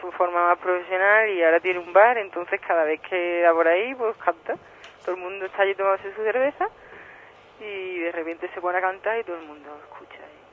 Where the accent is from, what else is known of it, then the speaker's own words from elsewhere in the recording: Seville, Andalusia, Spain; soy de Sevilla